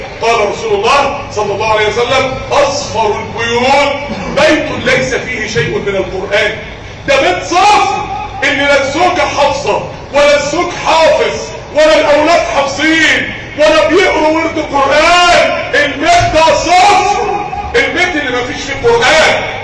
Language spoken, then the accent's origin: Arabic; Mansoura, Dakahlia, Egypt; عندنا في المنصورة من اسبوعين شباب، يعني شباب صغير